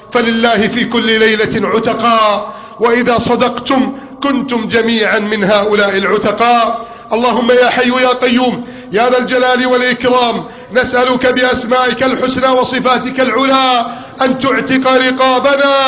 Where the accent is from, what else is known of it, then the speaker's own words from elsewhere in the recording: Egypt; اللهم احفظ بلدنا مصر